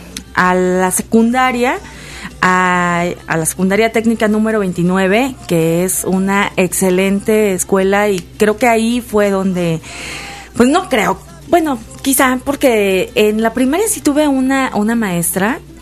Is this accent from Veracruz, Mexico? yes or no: yes; Lechuguillas, Veracruz, Mexico; Lechuguillas, Veracruz.